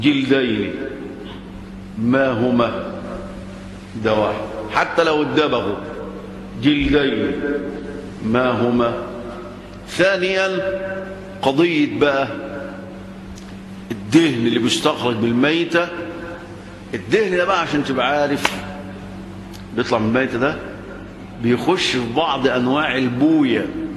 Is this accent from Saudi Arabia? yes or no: no; Egypt; طبعا عندنا في مصر الآن